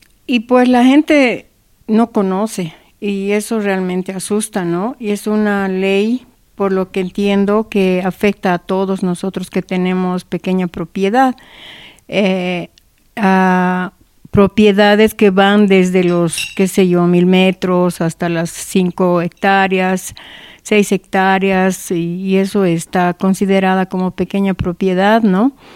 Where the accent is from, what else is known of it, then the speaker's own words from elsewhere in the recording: Capinota, Cochabamba, Bolivia; Hay en los centros poblados, en los municipios, como en Capinota, por ejemplo, de donde soy, el centro poblado está declarado como mancha urbana.